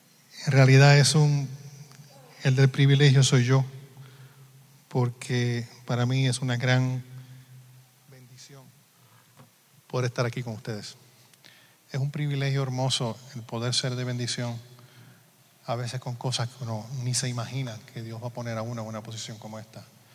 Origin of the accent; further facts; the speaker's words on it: Puerto Rico; Yo soy de Puerto Rico y en Puerto Rico también lo celebramos.